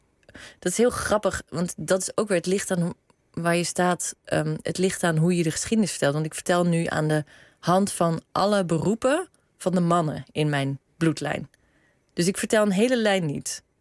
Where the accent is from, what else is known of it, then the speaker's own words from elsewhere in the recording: South Holland, Netherlands; Noordereiland.